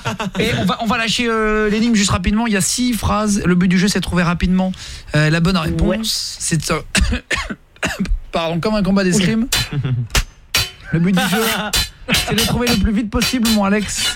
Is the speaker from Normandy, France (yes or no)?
yes; Normandy, France; Moi je suis normand, Normandie, basse Normandie, et puis ça ressemble à la Bretagne